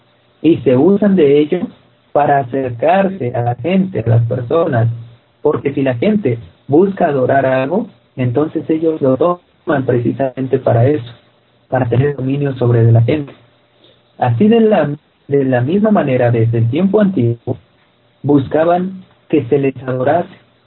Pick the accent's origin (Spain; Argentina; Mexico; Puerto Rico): Mexico; Todo ese tipo de cosas ni siquiera nos pertenecían a nosotros como mexicanos.